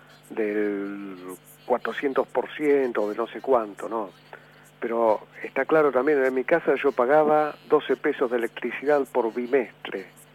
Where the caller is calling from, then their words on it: Barracas, Buenos Aires Province, Argentina; de Barracas.